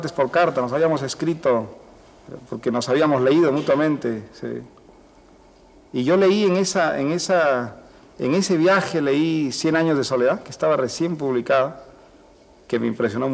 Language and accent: Spanish; Piura, Peru; Yo desde que salí de Piura había querido escribir sobre una casa verde que conocí cuando era niño, en fin, un sitio que resultaba muy pintoresco y al mismo tiempo muy fascinante para las personas que teníamos pues 10 años en Piura, el año 45